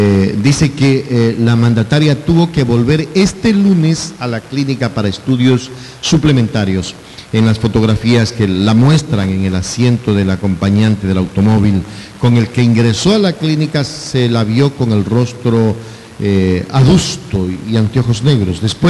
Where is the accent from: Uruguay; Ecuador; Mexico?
Ecuador; vos sos de Argentina y yo soy de Ecuador.